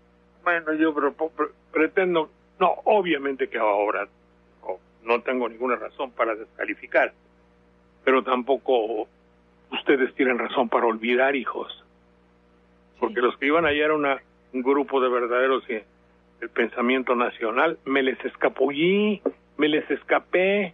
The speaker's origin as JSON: {"language": "Spanish", "country": "Mexico", "said": "somos muchos los mexicanos que reclamamos un partido limpio"}